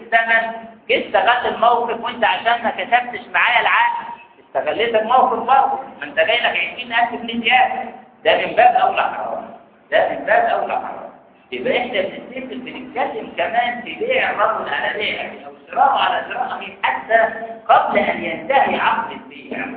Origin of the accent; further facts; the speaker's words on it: Egypt; ودي نظريات لاحتقار السوق عندنا في مصر قايم عليها